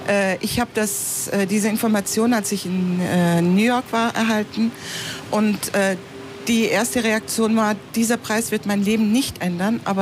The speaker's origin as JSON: {"language": "German", "region": "Istanbul", "country": "Turkey", "second_language": "German", "said": "Ich komme aus der oberen Schicht. Ich komme aus Nişantaşı, die eigentlich reiche Schicht."}